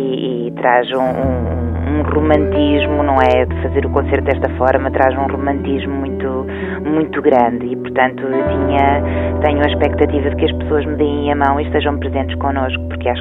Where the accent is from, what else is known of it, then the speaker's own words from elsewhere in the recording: Centro, Portugal; E eu, quando era pequenina, vivia ali no Baixo Mondego, naquela aldeia, e tinha uma certa liberdade. Essa liberdade acabou por me ser retirada inadvertidamente quando vim para Coimbra.